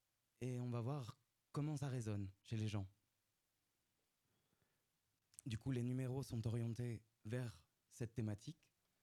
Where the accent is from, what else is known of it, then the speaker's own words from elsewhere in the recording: Occitanie, France; En Ariège, pourquoi pas. Moi, je viens d'Ariège.